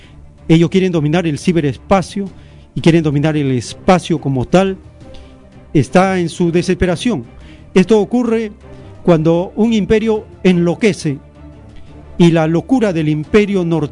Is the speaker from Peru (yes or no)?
yes; Peru; Si dicen que somos peruanos, se supone que debemos ser dueños del oro, la plata, el petróleo, el gas, las comunicaciones, las reservas.